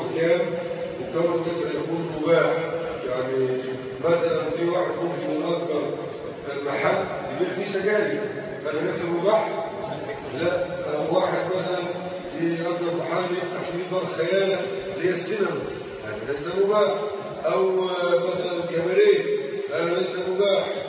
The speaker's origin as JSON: {"language": "Arabic", "country": "Egypt", "said": "وهذا الأمر كان منتشر عندنا في مصر"}